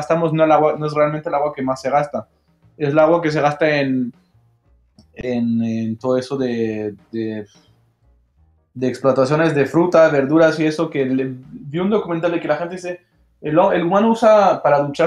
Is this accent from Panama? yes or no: no; Mâcon, Bourgogne-Franche-Comté, France; que nació en Macón, en mi pueblo natal